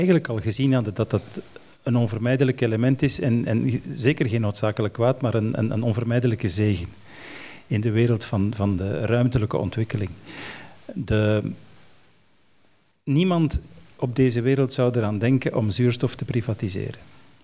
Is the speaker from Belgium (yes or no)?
yes; Antwerp, Flanders, Belgium; now in Brussels, Belgium; ik ben geboren in de Zeefhoek, dat gebouw is een icoon uit mijn jeugd, en ik woon nu in Brussel in een toren en ik zie bij helder weer de Oudaan aan de horizon